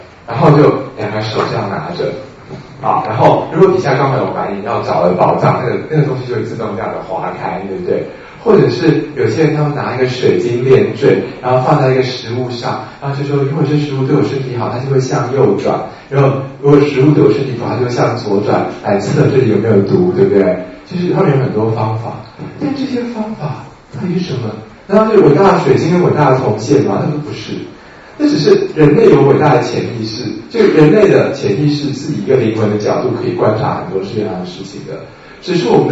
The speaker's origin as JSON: {"language": "Chinese", "country": "Taiwan", "said": "我发现我们台湾人有一个很基本的东西很麻烦"}